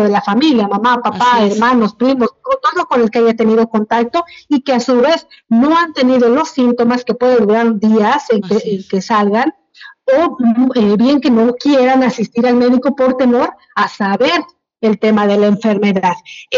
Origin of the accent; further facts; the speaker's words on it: Oaxaca, Mexico; Hoy, yo, como periodista, como oaxaqueña, como compañera, como amiga, madre de familia